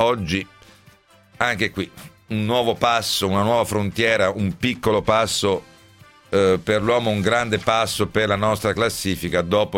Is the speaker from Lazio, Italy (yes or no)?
yes; Rome, Lazio, Italy; born there; io poi sono nato a Roma, figuratevi.